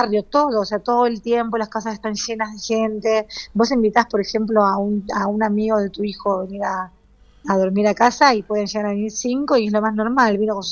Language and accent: Spanish; Mozambique; pues crecí en Mozambique